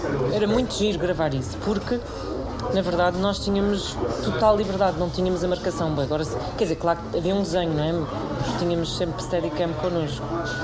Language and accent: Portuguese; Lisbon, Portugal; born there; Eu nasci em São Domingos de Benfica, como muitas pessoas em Lisboa.